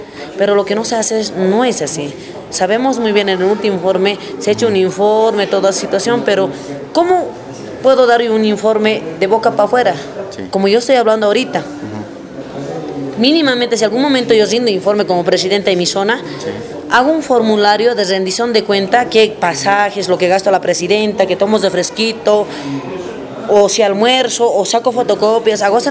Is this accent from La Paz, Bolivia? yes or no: yes; El Alto, La Paz, Bolivia; Lo que yo quiero, que la Ciudad del Alto, como vecina, que soy del Distrito 12 también